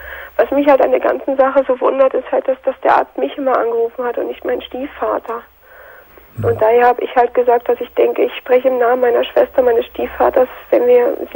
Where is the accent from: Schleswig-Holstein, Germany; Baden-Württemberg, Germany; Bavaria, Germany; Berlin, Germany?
Berlin, Germany; Aber sofern ich halt wieder in meiner Heimat bin, in Berlin bin, da fühle ich mich so erdrückt.